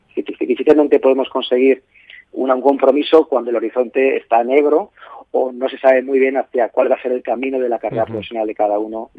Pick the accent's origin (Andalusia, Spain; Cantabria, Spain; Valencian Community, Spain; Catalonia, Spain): Valencian Community, Spain; Valencia; yo soy de Valencia, estoy aquí en Valencia